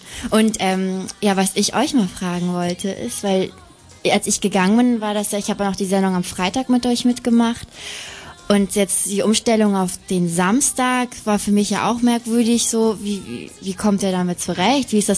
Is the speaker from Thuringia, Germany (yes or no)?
no; Hamburg, Germany; now in Hanover, Germany; Also ich komme aus Hamburg, aber ich studiere in Hannover.